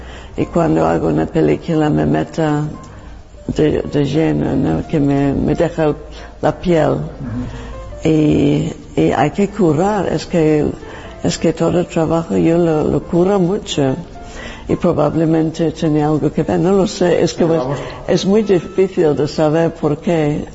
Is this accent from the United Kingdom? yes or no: yes; England, United Kingdom; Spanish is a second language; moved away as an adult; now in Spain; soy diseñadora de vestuario para cine y teatro y soy inglesa.